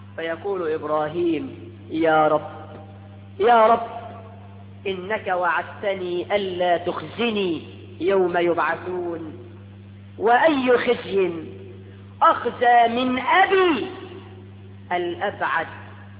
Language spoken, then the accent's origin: Arabic; Egypt; ده احنا كمصريين بنسمي الواحد اسمين مش لقب حتى